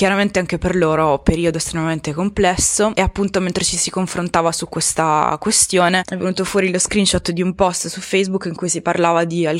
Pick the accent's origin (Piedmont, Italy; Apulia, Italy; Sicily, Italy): Apulia, Italy; now in Bologna, Italy; ero in chat con i miei amici del mio paese d'origine, perché sono pugliese, anche se vivo a Bologna da 4 anni oramai.